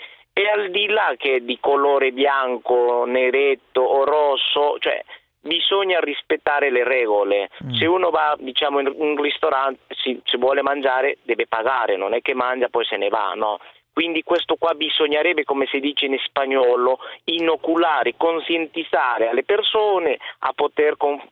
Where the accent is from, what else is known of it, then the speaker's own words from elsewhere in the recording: Peru; Italian is a second language; now in Italy; No, sono peruviano.